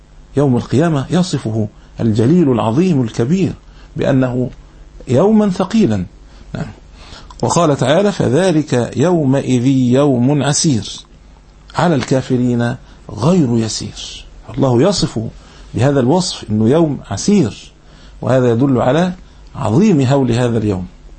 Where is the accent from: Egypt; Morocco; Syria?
Egypt; Alexandria, Alexandria Governorate; هذه عندنا في الإسكندرية